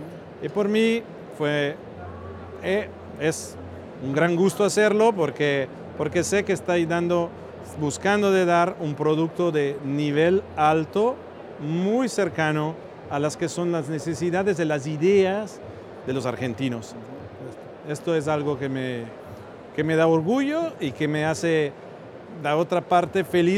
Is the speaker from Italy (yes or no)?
yes; Italy; Spanish is a second language; Sí, el hecho de ser latinoamericano, yo soy italiano, también puedo decir que es un sentido común.